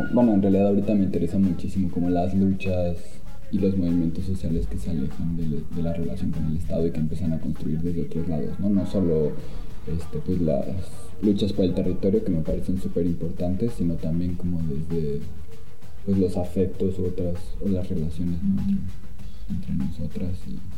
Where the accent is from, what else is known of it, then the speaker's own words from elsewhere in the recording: Mexico City, Mexico; de la Ciudad de México